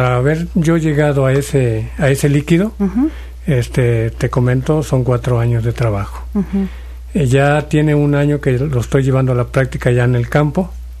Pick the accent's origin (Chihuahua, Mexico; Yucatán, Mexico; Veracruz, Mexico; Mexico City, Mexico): Veracruz, Mexico; Plan de Arroyos; yo me presento y les digo que vengo de Plan de Arroyos. Uh-huh. Es una zona cafetalera. Como tal, yo me creo ahí y siempre en medio de los cafetales.